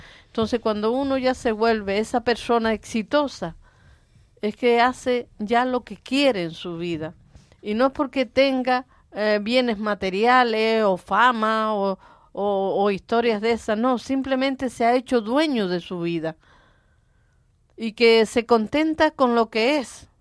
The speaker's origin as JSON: {"language": "Spanish", "town": "Valle Seco", "region": "Canary Islands", "country": "Spain", "tie": "born there", "also_born_or_lived": "Venezuela", "said": "allá empecé a ser empresaria. aunque nací aquí en Valle Seco, allí en el Sumacal, y esta es mi tierra, la que yo añoraba y a la que quería volver, y lo logré"}